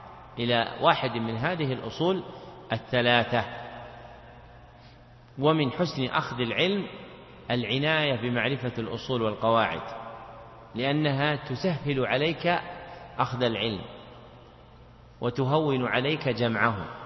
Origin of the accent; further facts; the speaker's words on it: Najd, Saudi Arabia; مثل ما يقول العوام عندنا في نجد